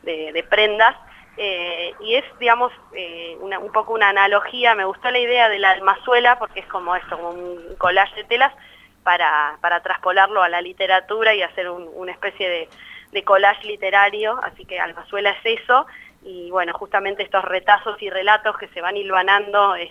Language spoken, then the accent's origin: Spanish; Bariloche, Río Negro, Argentina; yo vengo de Bariloche, como decías recién